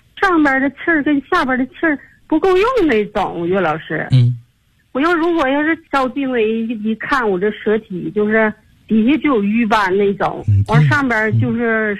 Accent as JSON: {"language": "Chinese", "region": "Tianjin", "country": "China", "said": "我来自天津河西区，"}